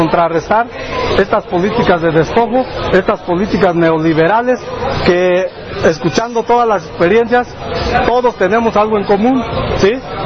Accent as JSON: {"language": "Spanish", "town": "Cherán", "region": "Michoacán", "country": "Mexico", "said": "Yo, por ejemplo, soy de Cherán. Cherán es una comunidad que no fue colonizada, ¿sí? La forma como nos colonizaron a nosotros fue a través de la cruz, la religión, pero es una comunidad que no es mestiza"}